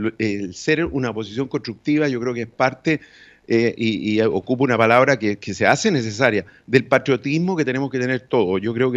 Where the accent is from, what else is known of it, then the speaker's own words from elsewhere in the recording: Chile; somos connacionales, somos chilenos y por lo tanto queremos el bienestar de nuestro país.